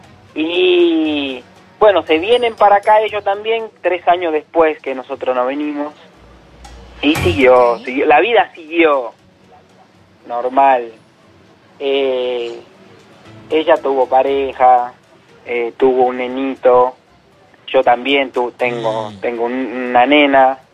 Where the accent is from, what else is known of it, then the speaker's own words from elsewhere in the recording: Dominican Republic; Yo soy de República Dominicana.